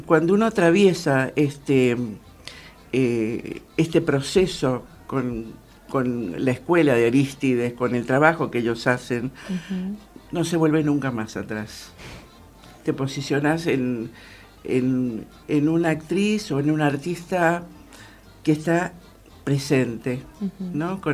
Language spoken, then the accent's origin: Spanish; Mendoza, Argentina; now in Buenos Aires, Argentina; porque soy una mendocina que está en Buenos Aires. Entonces venir a actuar a Mendoza es algo para mí muy, muy... me conmueve